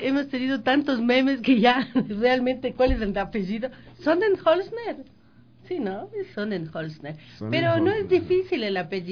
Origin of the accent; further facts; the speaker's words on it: Quito, Pichincha, Ecuador; Porque qué creativos somos los quiteños